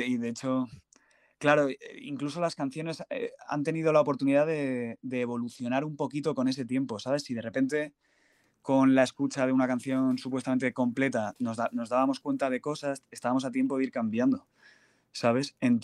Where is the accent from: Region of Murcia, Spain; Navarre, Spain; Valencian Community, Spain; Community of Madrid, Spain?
Community of Madrid, Spain; Madrid; yo de Campamento. Entonces los dos estudios, uno está en Campamento y el otro en Alto de Extremadura. Aquí en Madrid.